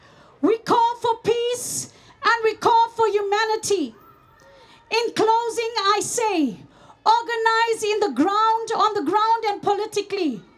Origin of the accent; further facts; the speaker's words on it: South Africa; now in Netherlands; As a South African, I can tell you